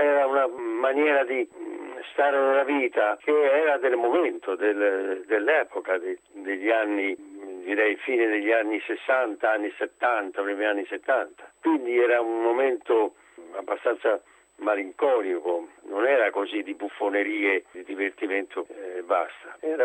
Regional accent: Tuscany, Italy; perché io sono toscano

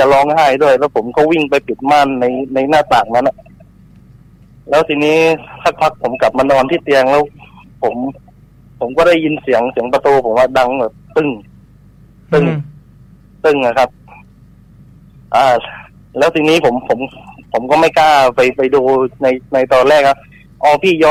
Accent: Phuket, Thailand; บ้านผมอยู่ภูเก็ตนะ

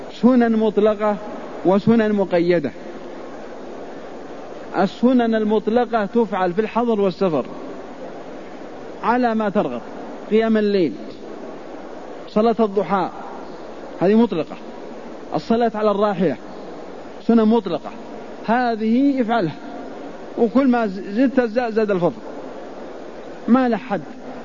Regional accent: Al-Qassim, Saudi Arabia; نحن الحقيقة قريب منكم، نحن نجي من القصيم بس لدروس الحرم في أيام الحج

